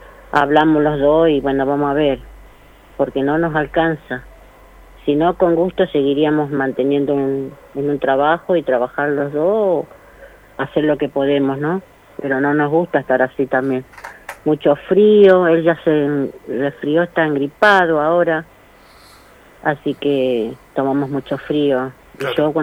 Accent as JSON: {"language": "Spanish", "region": "Formosa", "country": "Argentina", "lives_now": "Monte Grande, Argentina", "said": "Vinimos como casero y de Formosa"}